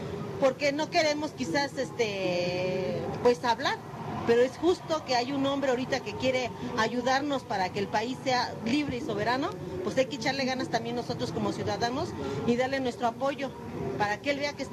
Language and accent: Spanish; Magdalena Contreras, Mexico City, Mexico; No, digo que somos de la Magdalena Contreras.